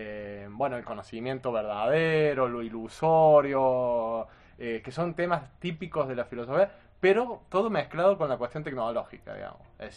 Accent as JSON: {"language": "Spanish", "town": "Arroyito", "region": "Córdoba", "country": "Argentina", "tie": "born or raised there", "said": "yo también crecí en Arcor, ¿no? Arcor es en Arroyito, que está Arcor, y es una ciudad netamente industrial."}